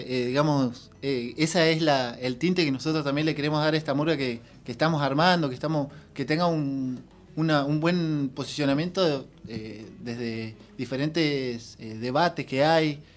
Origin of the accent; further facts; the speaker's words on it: Bariloche, Río Negro, Argentina; desde donde yo vengo, yo soy de Bariloche.